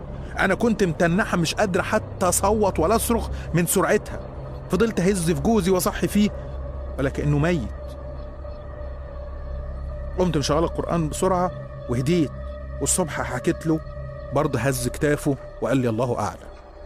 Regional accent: Egypt; moved away; زي ما أنت عايز تقول، نادي بيا زي ما أنت عايز تقول. أنا مصري بس عايش برا مصر بقالي فترة.

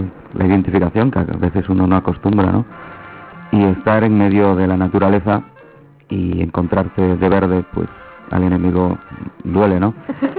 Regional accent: Galicia, Spain; moved away; Y aún por encima, pues tú eres extranjero aquí. Yo vengo de Galicia, de otra cultura que igual que está dentro de España podía estar en Portugal, independiente

